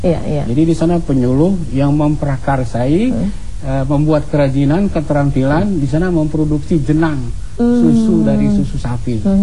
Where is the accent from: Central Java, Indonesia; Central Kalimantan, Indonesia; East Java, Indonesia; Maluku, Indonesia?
Central Kalimantan, Indonesia; Palangka Raya; Iya, saya kan orang Kalimantan, orang Dayak itu. Ya, di pedalaman Kalimantan. Iya, saya Palangkaraya.